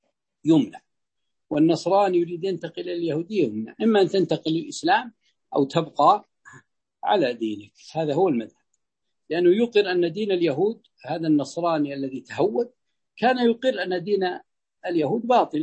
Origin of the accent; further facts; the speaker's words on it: Ha'il Province, Saudi Arabia; فيد هذه عندنا في حائل